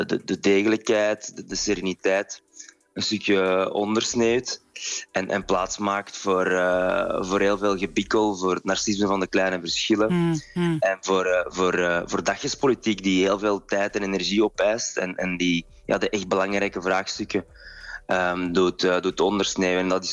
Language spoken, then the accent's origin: Dutch; Flanders, Belgium; Voor mij als jonge Vlaamse politicus was dat een ontdekking.